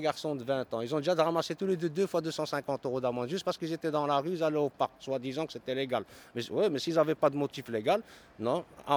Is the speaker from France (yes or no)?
no; Morocco; now in Belgium; Chez nous, au Maroc, ils le font. Hein. Pourtant, on est pauvres, hein, mais bon.